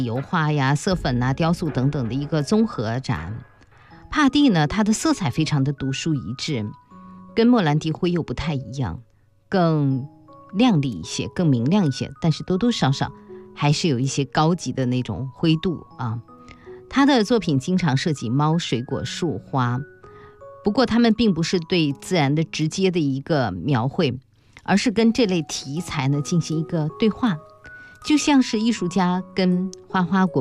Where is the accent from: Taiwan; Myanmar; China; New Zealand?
China; 那对于我们中国人来说，最重要的节日就是一个多月之后的春节